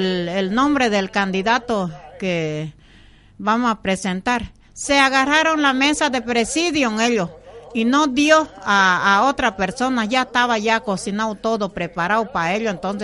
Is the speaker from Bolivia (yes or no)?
yes; Bolivia; somos, sí, bolivianos también